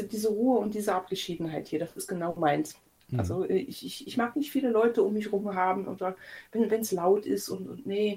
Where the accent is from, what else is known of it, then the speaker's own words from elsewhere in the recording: Eifel, Germany; Ich wohne jetzt ungefähr 50 Meter neben dem Haus, wo ich groß geworden bin.